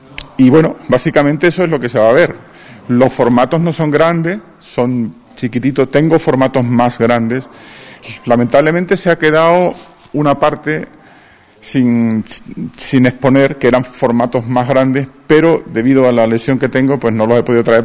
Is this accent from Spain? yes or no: yes; Almendralejo, Extremadura, Spain; Yo soy extremeño, de Almendralejo, y es un pueblo muy activo, muy dinámico.